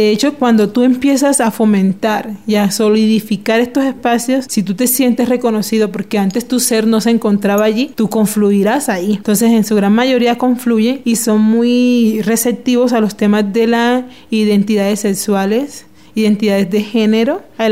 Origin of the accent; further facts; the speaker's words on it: Cartagena, Bolívar, Colombia; Soy de Cartagena